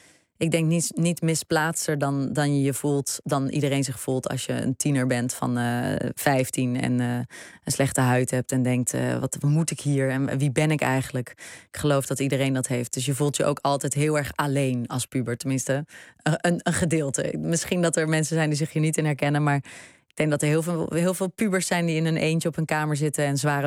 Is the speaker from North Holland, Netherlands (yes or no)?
no; Breda, North Brabant, Netherlands; moved away; Het is een Brabantse stad en ik ben daar opgegroeid. Ik ben geboren in Breda en daar ging ik naar de middelbare school. En het is, het was een heel veilig opgroeiend bestaan.